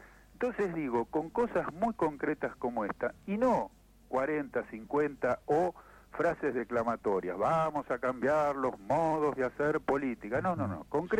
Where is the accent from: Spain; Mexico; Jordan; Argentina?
Argentina; cosa que como argentino me duele muchísimo